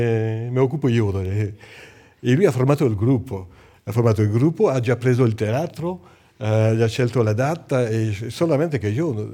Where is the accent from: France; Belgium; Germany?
France; Italian is a second language; io sono francese, chiaramente, ho fatto tutte le mie studi in Francia, sono francese, però sono di cultura armenia.